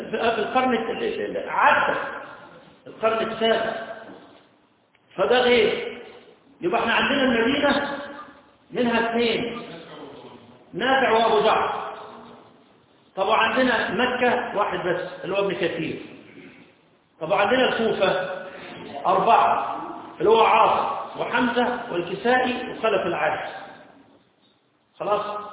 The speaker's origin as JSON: {"language": "Arabic", "region": "Upper Egypt", "country": "Egypt", "said": "مفروض قراءتنا احنا كمصريين قراءه اللي هي قراءه ورش،"}